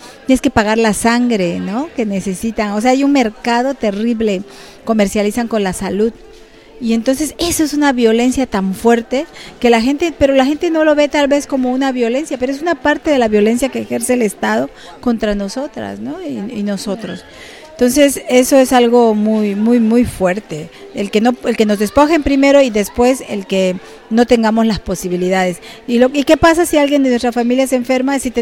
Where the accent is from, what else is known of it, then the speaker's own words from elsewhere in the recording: Juchitán, Oaxaca, Mexico; soy del Istmo de Tehuantepec, de Juchitán. Pertenezco al pueblo indígena Binizá.